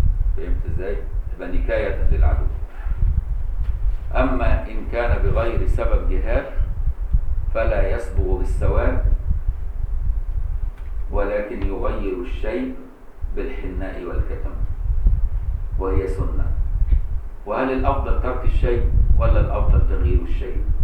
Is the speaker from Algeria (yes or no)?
no; Egypt; بان انا مصري وعايش في مصر طول عمري